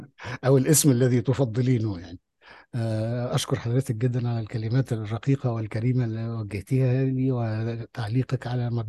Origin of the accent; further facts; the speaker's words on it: Egypt; أنا إنسان مصري عربي لي آرائي واقتناعاتي